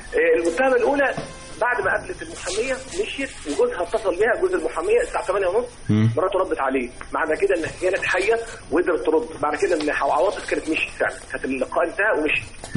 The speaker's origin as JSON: {"language": "Arabic", "town": "Tanta", "region": "Gharbia", "country": "Egypt"}